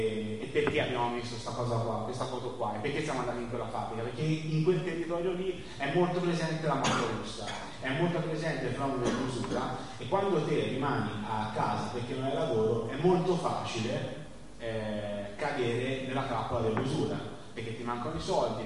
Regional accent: Livorno, Tuscany, Italy; Qui siamo all'isola di Elba, invece, che è terra mia, così io sono di Livorno, quindi vicino alla mia città.

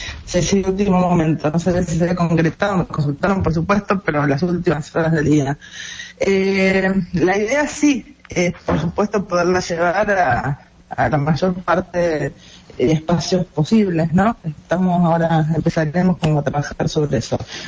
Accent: Argentina; moved away; also born or lived in Venezuela; yo llegué a Venezuela sin ninguna simpatía per se con Chávez, al revés, como Argentina, que con conciencia de lo que han sido los militares en América Latina en general

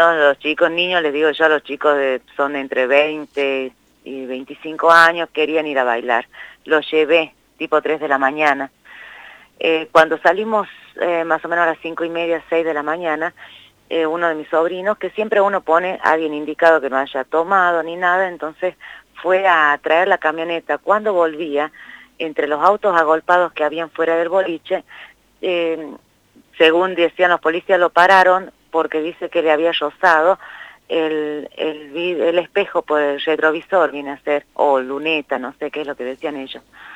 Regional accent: Concepción, Tucumán, Argentina; No, yo soy de Concepción, que es la primera ciudad de Tucumán

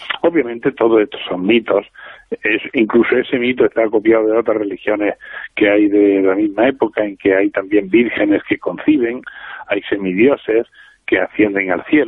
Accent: Spain; Para nosotros que somos españoles

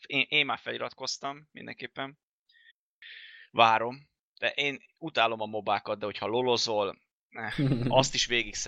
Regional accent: Hungary; mivel magyar vagyok, az van beállítva a profilban

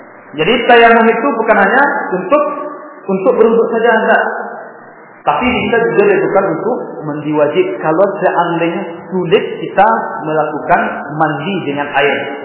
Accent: Medan, North Sumatra, Indonesia; Baknya sebab-bab orang-orang di kampung kami di Medan ya.

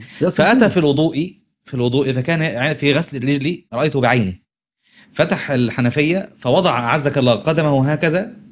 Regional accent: Upper Egypt, Egypt; بس المثل ده أظن اسكندراني، أنا ما سمعتوش عندنا في الصعيد

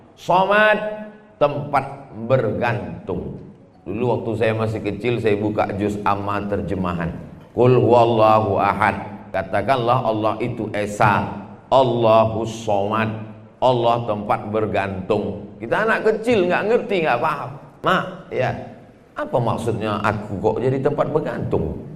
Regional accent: Pekanbaru, Riau, Indonesia; now in Makassar, Indonesia; Di Pekanbaru, Riau, kampung saya, azannya 10 menit lagi baru sholat subuh. Kita di Makassar sudah selesai sholat subuh

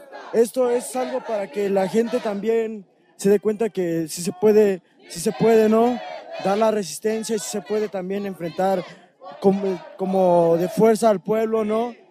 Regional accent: Cherán, Michoacán, Mexico; Soy proveniente aquí de Cherán.

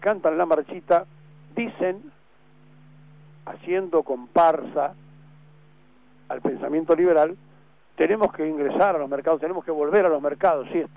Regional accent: Argentina; seguiremos siendo sufrientes argentinos, hartos, cansados

